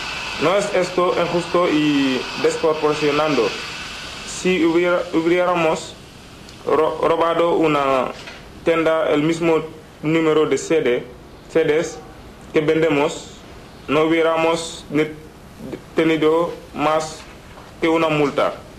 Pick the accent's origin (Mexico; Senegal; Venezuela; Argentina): Senegal; now in Spain; soy de Senegal, llevo menos de 2 años en España.